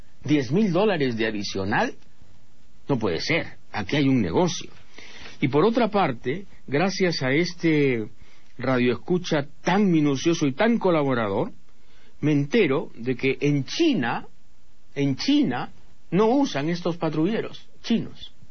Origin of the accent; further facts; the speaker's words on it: Peru; la pregunta es, ¿qué somos los peruanos? Compradores de desechos chinos.